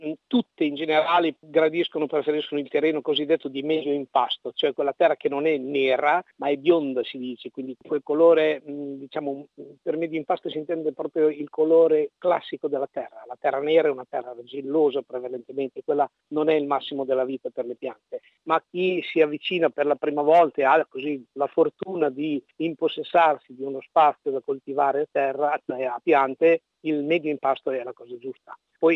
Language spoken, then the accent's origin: Italian; Emilia-Romagna, Italy; Invece io amo proprio, da buon emiliano, amo il contatto umano.